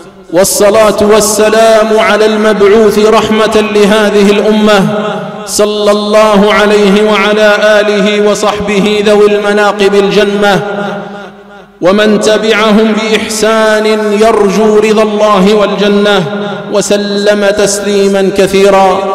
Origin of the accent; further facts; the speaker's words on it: Algeria; فبلادنا الجزائر يا عباد الله، بلادنا الجزائر أيها الشباب